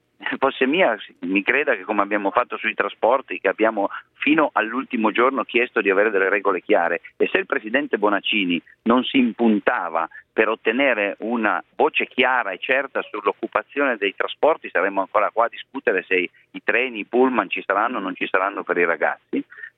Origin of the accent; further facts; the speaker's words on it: Alba, Piedmont, Italy; io sono di Alba, quelli di Alba come me